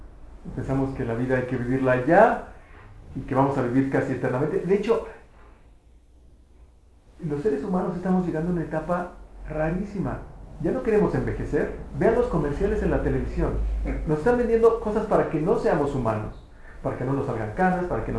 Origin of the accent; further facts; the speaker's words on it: Mexico; y como mexicanos decimos, no, nosotros nos burlamos de la muerte